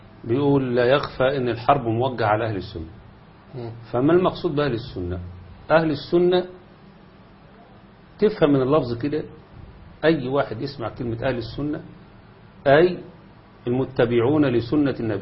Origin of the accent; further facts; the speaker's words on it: Egypt; والجماعة اللي عندنا في مصر هنا وما أكثرهم